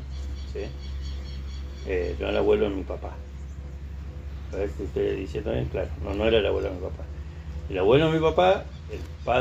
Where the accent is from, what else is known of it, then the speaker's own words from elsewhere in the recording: San Rafael, Mendoza, Argentina; Yo vengo de una familia, yo soy San Rafaelino, de Mendoza.